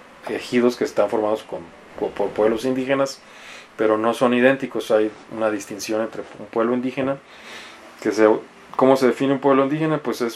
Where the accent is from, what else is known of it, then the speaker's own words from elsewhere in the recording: Mexicali, Baja California, Mexico; como yo soy oriundo de Mexicali